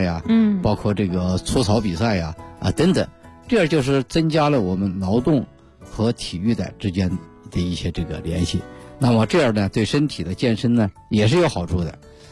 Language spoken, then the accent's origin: Chinese; Beijing, China; 其实我们北京人他还喜欢什么放风筝呀